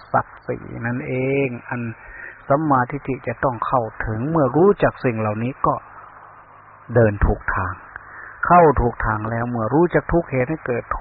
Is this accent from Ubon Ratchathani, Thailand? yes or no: yes; Ubon Ratchathani, Thailand; อาตมาเป็นคนลาวเป็นคนภาคอีสานเมืองอุบลบ้านเกิดเมืองนอนบ้านพ่อเมืองแม่มันก็อดไม่ได้ที่จะพูดภาษาเสียงในฟิล์ม